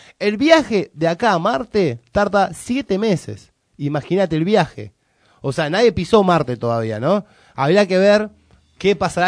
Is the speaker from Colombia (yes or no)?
no; Argentina; ¿Somos o no somos argentinos?